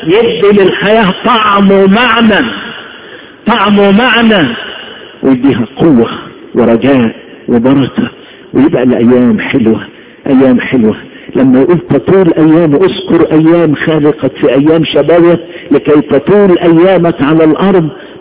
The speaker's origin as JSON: {"language": "Arabic", "region": "Upper Egypt", "country": "Egypt", "said": "زمان كان الراجل لما يعمل نسيج خصوصا عندنا في الصعيد"}